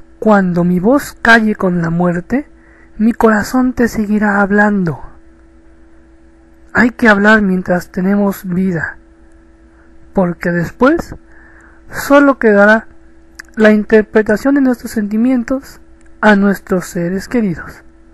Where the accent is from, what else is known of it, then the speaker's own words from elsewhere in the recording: Mexico; de México.